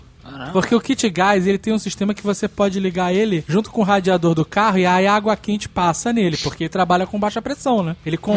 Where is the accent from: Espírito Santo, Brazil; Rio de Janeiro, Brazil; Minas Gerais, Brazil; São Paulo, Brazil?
Rio de Janeiro, Brazil; O Tucano fala que eu sou paulista enrustido, né, porque minha infância inteira eu passei, ou eu ia no shopping ou ia no aeroporto, do Rio de Janeiro, isso.